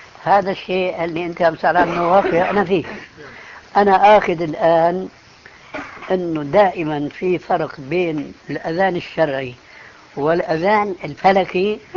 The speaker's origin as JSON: {"language": "Arabic", "country": "Syria", "said": "كما يقولون عندنا في الشام، أنا بتذكر شيء، عندنا مسجد كبير"}